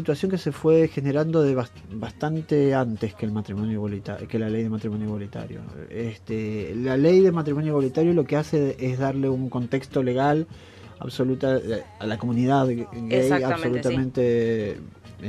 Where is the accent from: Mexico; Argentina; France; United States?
Argentina; Yo fui invitado a ese festival como maestro argentino.